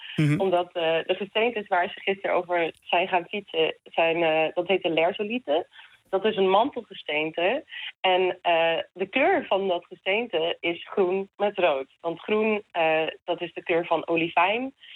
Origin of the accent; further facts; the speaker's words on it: South Africa; aangezien ik uit Zuid-Afrika kom.